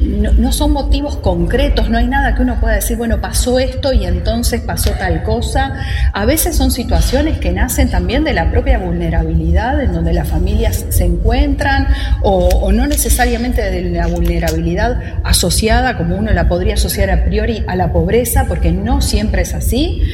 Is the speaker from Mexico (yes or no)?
no; Uruguay; es importante que nos comprometamos como uruguayos a que estas cosas no pueden suceder